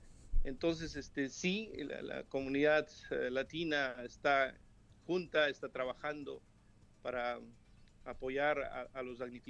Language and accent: Spanish; Peru; now in Ukraine; no somos muchos peruanos, no éramos muchos peruanos en Ucrania